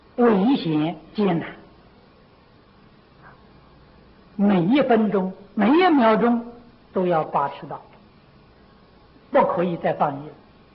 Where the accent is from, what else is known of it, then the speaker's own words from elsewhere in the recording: China; 所以现在很多教堂啊，都卖给我们中国人，中国人当然有钱了，发了财啊。